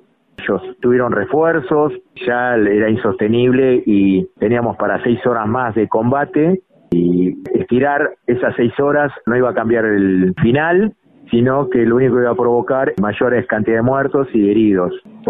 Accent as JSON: {"language": "Spanish", "country": "Argentina", "said": "Yo quiero que los recuerden como argentinos que fuimos a defender la patria."}